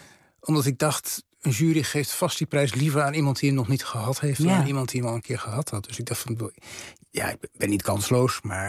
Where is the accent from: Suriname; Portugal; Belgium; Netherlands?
Netherlands; Rijssen, Overijssel; toen ik in Rijssen woonde, als jongetje van een jaar of 9. In een zwarte kousen milieu, streng calvinistisch milieu.